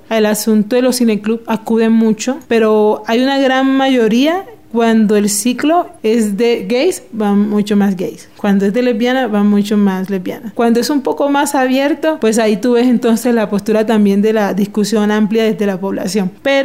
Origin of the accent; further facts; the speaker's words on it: Cartagena, Bolívar, Colombia; Soy de Cartagena